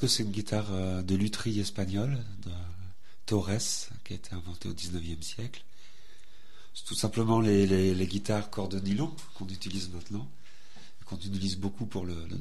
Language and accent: French; France; Un espagnol, voilà. Je suis français.